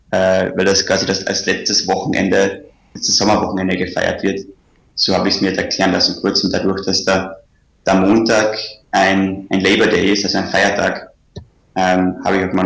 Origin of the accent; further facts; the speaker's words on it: Carinthia, Austria; moved away; also born or lived in Vienna; Also ich komme ursprünglich aus Kärnten und bin dann nach Wien gezogen.